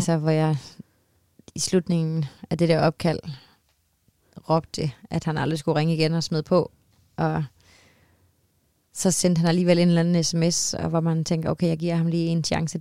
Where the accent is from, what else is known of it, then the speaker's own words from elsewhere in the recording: Copenhagen, Capital Region of Denmark, Denmark; når jeg så var hjemme i København og gå rundt i de her gader